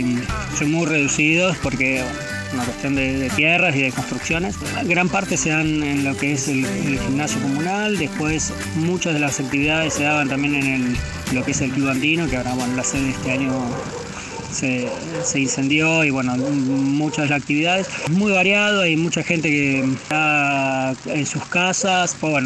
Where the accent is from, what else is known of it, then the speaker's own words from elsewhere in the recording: Buenos Aires Province, Argentina; Y vivir acá creo que es, me recuerda mucho a mi infancia, lo que era, yo vengo de Buenos Aires, provincia de Buenos Aires